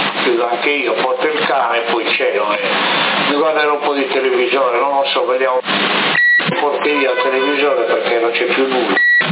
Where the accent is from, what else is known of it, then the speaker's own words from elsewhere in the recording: Sassari, Sardinia, Italy; Siete di qua, residenti, però io sono di Sassari.